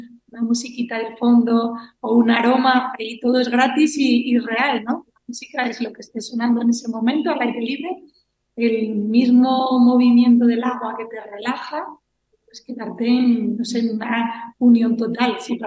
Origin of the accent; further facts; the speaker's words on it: Cangas de Onís, Asturias, Spain; decidí volver a Asturias, concretamente a Cangas de Onís, que es de donde soy yo. Y hace ahora 6 años que regresé